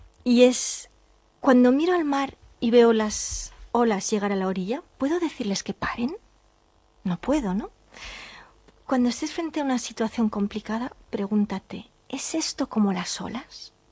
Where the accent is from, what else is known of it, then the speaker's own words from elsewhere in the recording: Catalonia, Spain; soy española, soy catalana, cuando voy a Galicia me siento gallega, soy europea